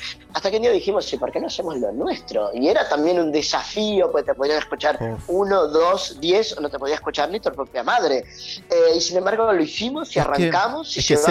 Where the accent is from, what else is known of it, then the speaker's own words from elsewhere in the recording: Argentina; Pero para nosotros como argentinos